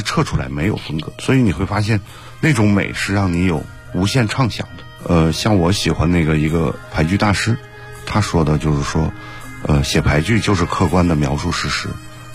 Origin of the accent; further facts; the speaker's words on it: China; 我们中国人